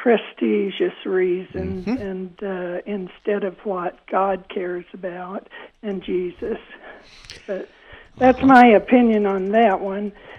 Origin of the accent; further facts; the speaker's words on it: Emmett, Idaho, United States; born there; I love Idaho. I was born in Emmett.